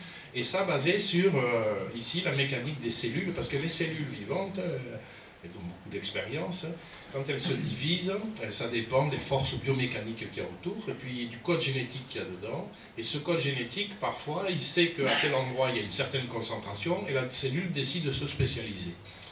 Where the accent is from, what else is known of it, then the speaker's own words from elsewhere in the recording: Pau, Nouvelle-Aquitaine, France; born there; je suis né à Pau, à un certain endroit.